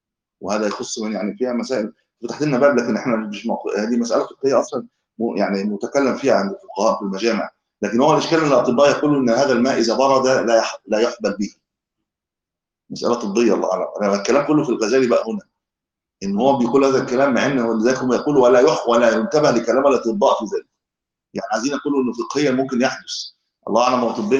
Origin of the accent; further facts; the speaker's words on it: Egypt; من أهل الإسلام عندنا في مصر